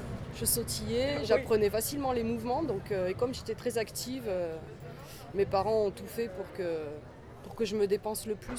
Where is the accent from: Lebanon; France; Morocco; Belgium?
France; J'ai grandi en France.